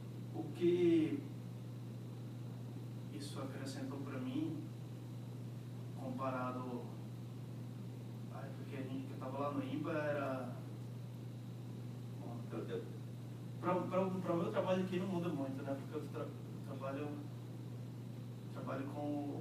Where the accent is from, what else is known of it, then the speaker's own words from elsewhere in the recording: Fortaleza, Ceará, Brazil; Eu sou de Fortaleza, passei 2 anos na UFC